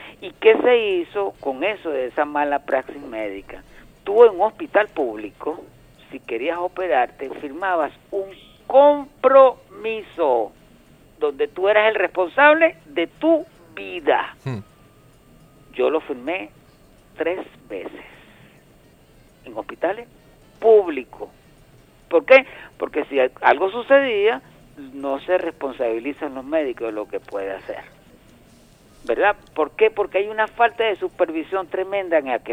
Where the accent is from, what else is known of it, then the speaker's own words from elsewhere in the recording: Venezuela; para darnos un abrazo como hermanos venezolanos.